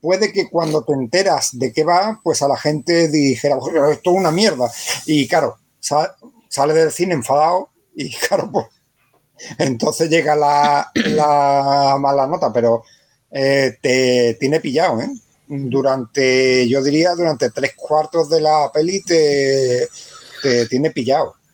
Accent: England, United Kingdom; Spanish is a second language; como yo soy inglés, pues miro

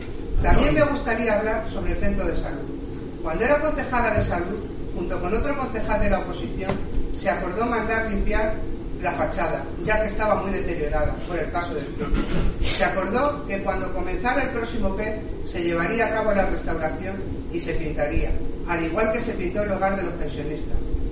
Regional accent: Cabezuela del Valle, Extremadura, Spain; moved away; Cabezuela del Valle, ya que cuando venía de vacaciones observaba el deterioro que años atrás veía de mi pueblo.

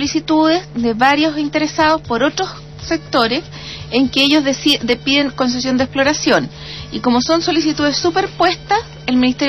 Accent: Magallanes, Chile; Sí, y soy magallánica, sí, me considero magallánica neta.

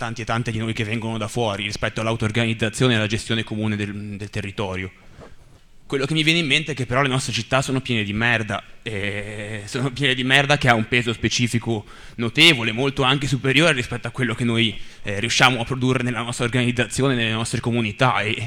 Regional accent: Bologna, Emilia-Romagna, Italy; vengo da Bologna

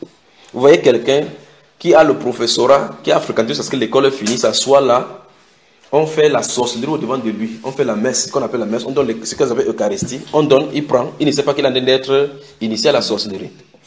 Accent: Cameroon; Chez nous au Cameroun, chaque fois on travaille, on voit, on dit, je suis dans l'obscurité, on peut faire autrement.

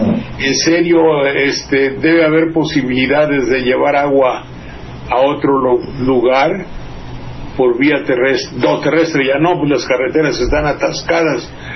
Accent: Veracruz, Mexico; allá en mi tierra le dicen, a Mandería le dicen la Venecia de Veracruz, porque también cuando llueve mucho, mucho se tapa todo y se inunda.

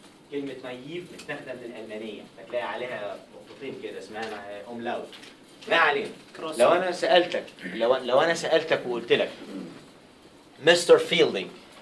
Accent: Egypt; هو الجمل في مصر انا كمواطن عادي

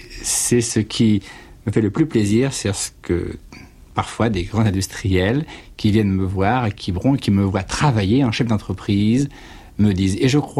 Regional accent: Brittany, France; avec ce maillot dans ma valise pour rentrer chez moi en Bretagne

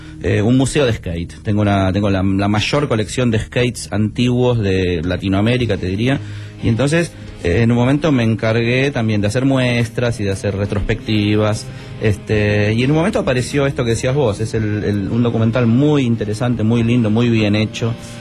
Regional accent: Buenos Aires, Argentina; Yo cuando era chico, ellos eran mis ídolos. Yo cuando era chico en Buenos Aires, en mi cuarto

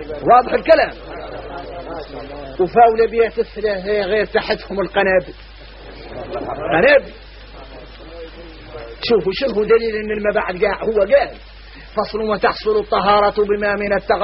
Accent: Mauritania; احنا موريتاني عندنا عقلية

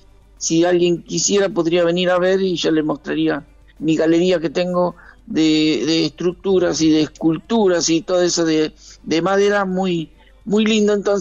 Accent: Indio Rico, Buenos Aires Province, Argentina; yo vine de mi pueblo, de Indio Rico, vine a estudiar al partido de Merlo

